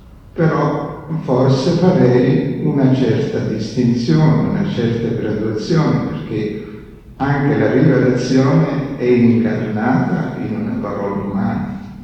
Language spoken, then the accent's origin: Italian; Germany; Italian is a second language; tedesco, vengo da Germania e abito a Trallen vicino a Norimberga.